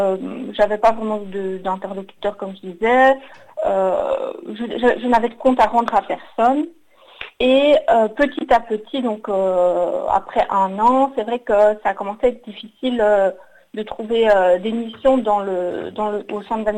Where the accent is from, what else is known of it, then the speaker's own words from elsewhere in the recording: Belgium; j'ai 35 ans et je suis originaire de Belgique.